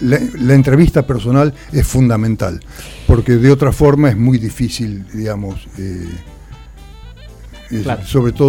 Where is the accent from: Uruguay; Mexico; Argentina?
Argentina; Zárate, Buenos Aires Province; Yo soy de Zárate.